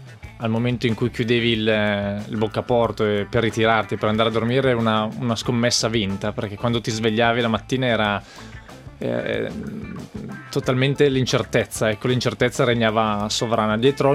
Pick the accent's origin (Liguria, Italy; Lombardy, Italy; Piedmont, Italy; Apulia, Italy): Lombardy, Italy; ho 32 anni, sono nato e cresciuto in montagna, in Valtellina, alla Prica.